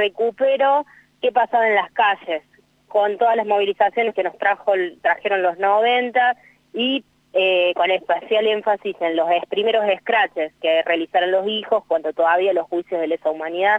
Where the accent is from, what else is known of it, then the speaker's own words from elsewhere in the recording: Córdoba, Argentina; Yo soy de Córdoba